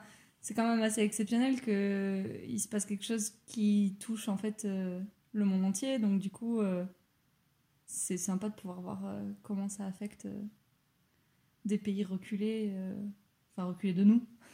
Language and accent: French; Pau, Nouvelle-Aquitaine, France; now in Toulouse, France; Je suis aussi originaire de Pau, j'habite à Toulouse avec Marion.